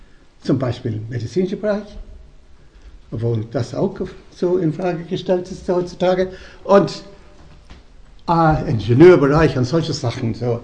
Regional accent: Dublin, Leinster, Ireland; German is a second language; moved away as an adult; also born or lived in London; now in Germany; 1958 das erste Mal nach Deutschland gekommen, weil das Studium offen war. Ich hatte gerade die reglementierte Studium erlebt in Dublin, in Irland, wo ich herstamme. Ich bin dann nach London zuerst gegangen

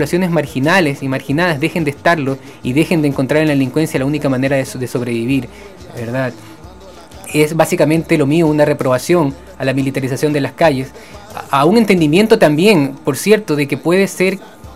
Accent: Ecuador; Yo como ecuatoriano lo he vivido

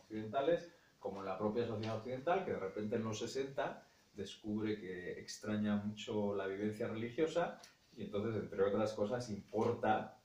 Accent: England, United Kingdom; a mí me viene un poco de familia, pero pues yo nací y me crié en Inglaterra y demás

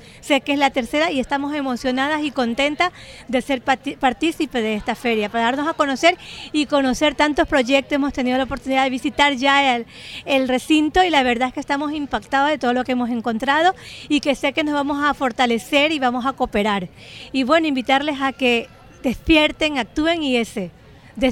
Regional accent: Ecuador; moved away as an adult; now in Spain; yo también soy ecuatoriana, soy mujer migrante. Llegué hace 22 años aquí a España con dos carreras acabadas

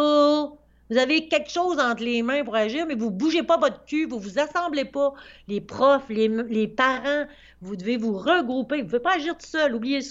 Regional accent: Quebec, Canada; je suis québécois.

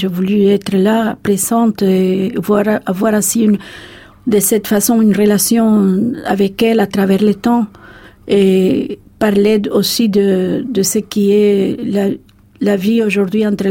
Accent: Havana, Cuba; now in Paris, France; c'est vrai que j'aime beaucoup Paris, mais ma ville natale me manque beaucoup plus.

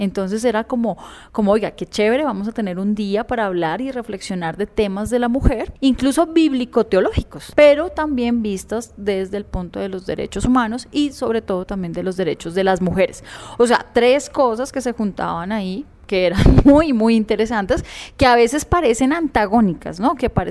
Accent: Bogotá, Colombia; Yo soy bogotana, tengo 37 años, de profesión teóloga, mi espiritualidad es presbiteriana, pero a raíz de eso también ecuménica.

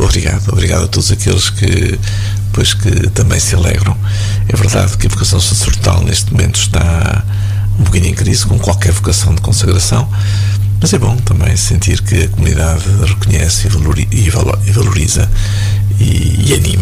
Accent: Fataunços, Centre, Portugal; É Fataunços.

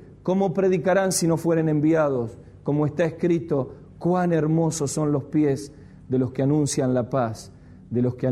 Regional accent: Argentina; qué progresismo, qué progre que somos los argentinos

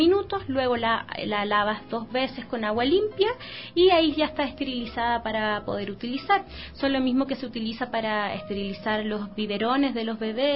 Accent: Chile; now in Ecuador; yo soy de Chile, ¿ya?

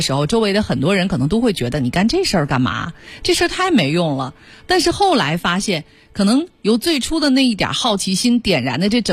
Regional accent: Beijing, China; 那个时候我们北京人乃至就是可能还有北京以外的一些中国人的生活状况。

